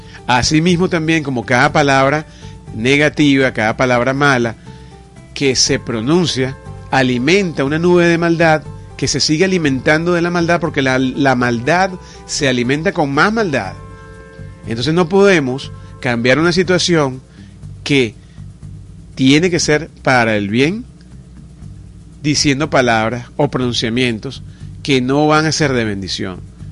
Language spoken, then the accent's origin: Spanish; Venezuela; como pueblo, como nación, como país, como hermanos venezolanos.